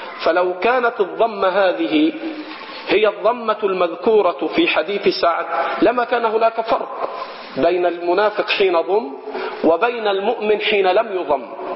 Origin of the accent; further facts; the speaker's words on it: Egypt; وهذا خطأ شائع عندنا في مصر، فإنه لا تكاد تسمع في بلادنا في مصر